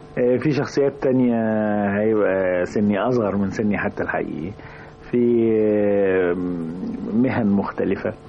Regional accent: Mit Ghamr, Dakahlia, Egypt; also born or lived in Mansoura; هو أنا مولود في المنصورة بس اتربيت في ميت غمر, يعني اتولدت في المنصورة لأن كان بيت أمي في المنصورة

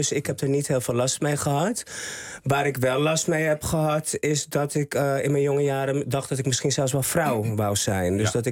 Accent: Haarlem, North Holland, Netherlands; born there; Ik ben geboren in Haarlem. Ik ben een echte mug, hart en nieren.

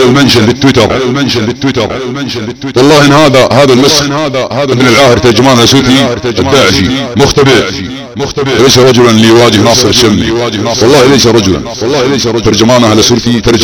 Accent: Saudi Arabia; وسنرى من يرغم انت من نحن سعوديين

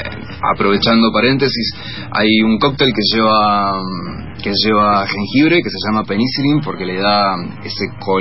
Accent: Río Negro, Argentina; soy del Alto Valle de Río Negro y Neuquén

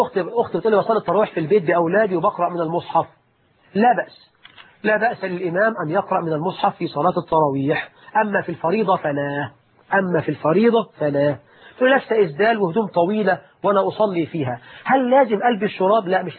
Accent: Egypt; اللهم اجعل بلدنا مصر آمنة مطمئنة

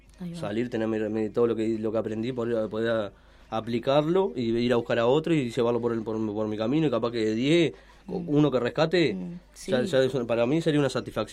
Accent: San José, Uruguay; Yo soy de San José

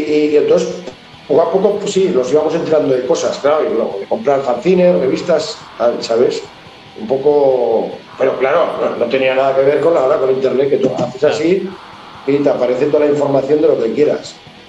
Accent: Catalonia, Spain; mi pueblo está relativamente cerca de Barcelona

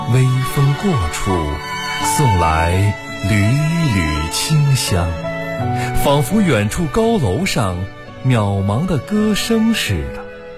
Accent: Beijing, China; 我来自北京，目前是一家科技公司的职员。

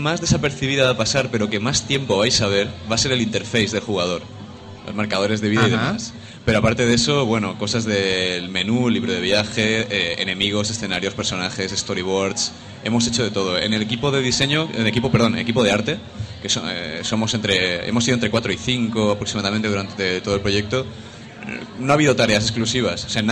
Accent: Alcoy, Valencian Community, Spain; vengo de Alcoy, ajá, está aquí al ladito.

